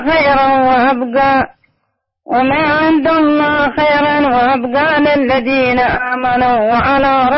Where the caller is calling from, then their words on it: Qena, Qena Governorate, Egypt; والله أنا من ضواحي قنا، بلادي يقول الله بلاد ركيل، لأنها تبقى قنا محاية.